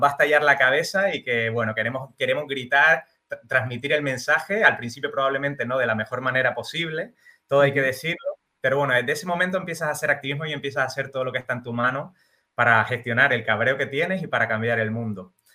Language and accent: Spanish; Canary Islands, Spain; soy de las Islas Canarias, soy de Gran Canaria